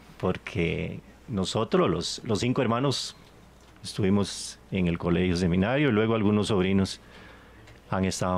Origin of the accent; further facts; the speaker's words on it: Aserrí, San José, Costa Rica; yo nací acá en acerriseño, por supuesto, por los cuatro costados. Nací, estudié, crecí y vivo en Acerrí. Nací hace 70 años ya, 11 de febrero de 1950.